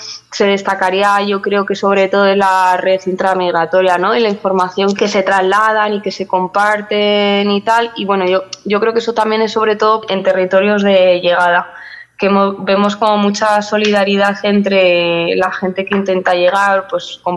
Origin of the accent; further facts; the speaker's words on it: La Rioja, Spain; Yo, por ejemplo, soy riojana